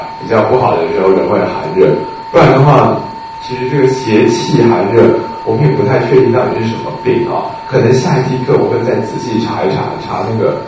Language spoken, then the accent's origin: Chinese; China; 那我们中国人总是说虫这个东西啊总是风木之气所化